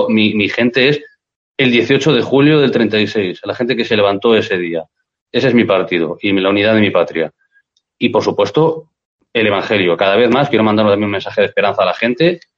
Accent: Spain; Ante todo soy español y soy católico, soy cristiano más que nada.

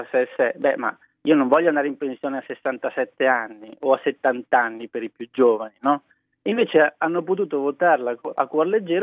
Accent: Trentino-Alto Adige, Italy; Io vengo per esempio dal Trentino, una provincia autonoma dove questo è già stato fatto.

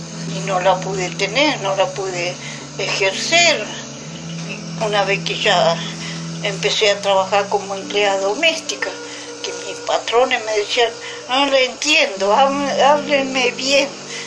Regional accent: Lago Rosario, Chubut, Argentina; born there; yo vengo del Lago Rosario, Chubut. Ahí nací. Y perdí todo yo. Ahora estoy aquí.

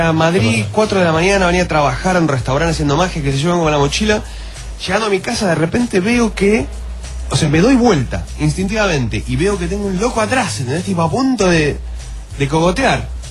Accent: Uruguay; soy uruguayo, le dije al chabón.

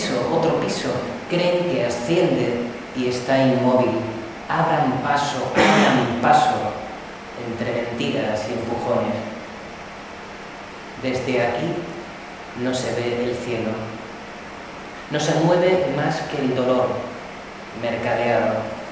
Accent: Cáceres, Extremadura, Spain; born there; Yo nací allí, en Cáceres

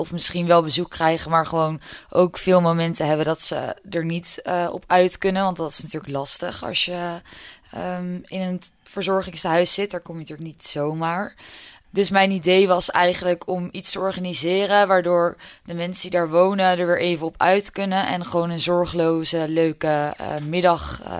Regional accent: Maassluis, South Holland, Netherlands; Ik kom zelf uit Maassluis. Daar ben ik opgegroeid. Mijn ouders wonen daar nog steeds samen met mijn tweelingbroer.

